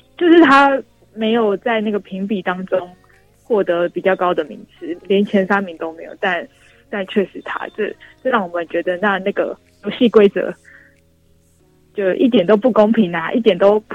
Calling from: Taipei, Taiwan; 我是台北的

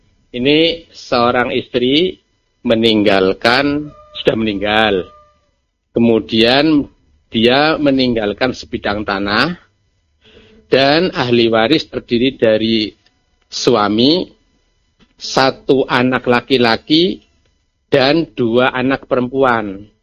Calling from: Pemalang, Central Java, Indonesia; Pemalang.

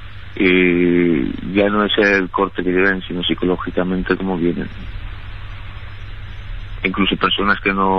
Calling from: Valencia, Valencian Community, Spain; Mire, yo le llamo desde Valencia.

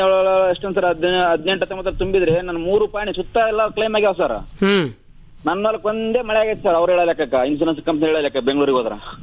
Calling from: Udbal, Karnataka, India; ನಮ್ಮ ಉದ್ಬಳ ಪಂಚಾಯತ್ ಆಗ್ತೀವಿ ಬರುತ್ತೆ ನಮ್ಮೂರು. ಉದ್ಬಳ ಪಂಚಾಯತ್ಗೆ ಅಂದ್ರೆ ನಮ್ಮ ಉಳ್ಳೂರು ಹೋಬಳಿಗೆ

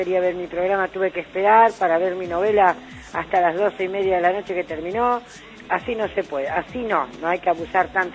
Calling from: Banfield, Buenos Aires Province, Argentina; de Banfield.

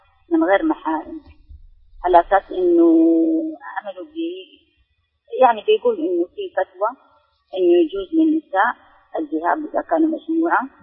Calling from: Jeddah, Makkah Province, Saudi Arabia

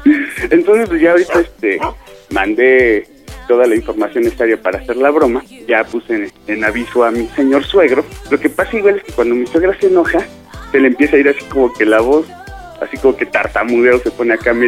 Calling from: Gustavo A. Madero, Mexico City, Mexico; Pues estamos acá en la Gustavo Madero.

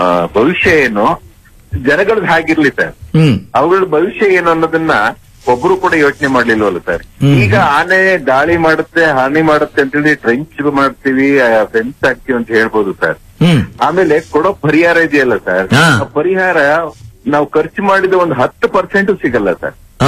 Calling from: Alur, Karnataka, India; ಹಾಸನ ಜಿಲ್ಲೆ ಆಲೂರು ತಾಲೂಕಿಂದ ಮಾತಾಡೋದು.

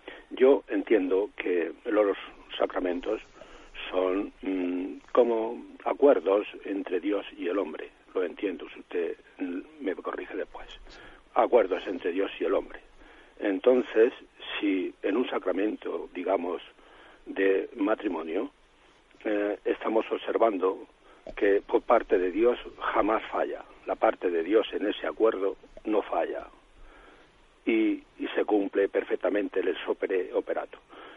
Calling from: Murcia, Region of Murcia, Spain; de Murcia.

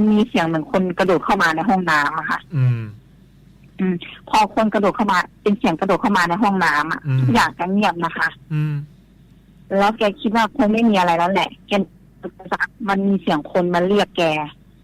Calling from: Thailand; ชัยภูมิค่ะ

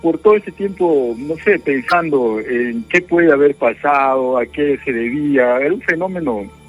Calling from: Lima, Peru; Acá, Lima Cercado.

